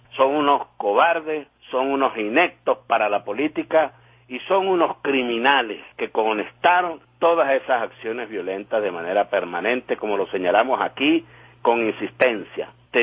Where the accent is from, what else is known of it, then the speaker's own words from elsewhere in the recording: Venezuela; nos gusta, como venezolanas y venezolanos, amanecer sin guarimbas.